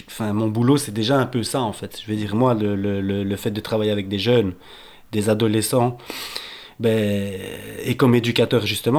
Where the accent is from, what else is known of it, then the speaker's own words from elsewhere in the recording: Brussels, Belgium; parce que moi je suis bruxellois